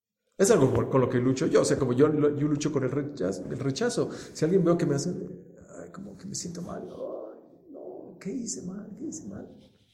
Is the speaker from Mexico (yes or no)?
yes; Toluca, State of Mexico, Mexico; Uno, porque somos de Toluca, y otro porque yo soy hombre. Y los hombres en Toluca somos estoicos.